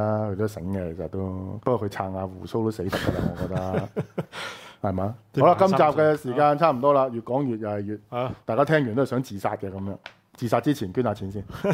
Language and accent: Cantonese; Hong Kong; 你問我香港人嘅問題係咩咧？我都係香港人